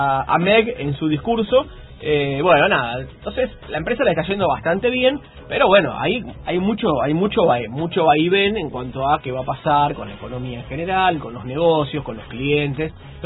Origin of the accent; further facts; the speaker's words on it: Argentina; porque en mi país